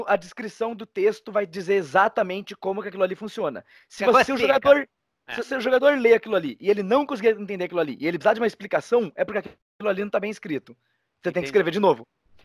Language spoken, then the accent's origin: Portuguese; Cascavel, Paraná, Brazil; Eu sou de Cascavel, Paraná.